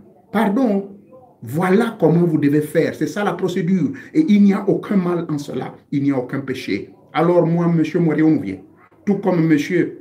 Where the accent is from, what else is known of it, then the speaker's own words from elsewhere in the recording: Lambaréné, Moyen-Ogooué, Gabon; Il existe une feuille qui existe chez moi à Lambaréné. Elle existe chez moi également du côté de mes parents maternels dans la zone de Ndougou, dans le Fer Navaz.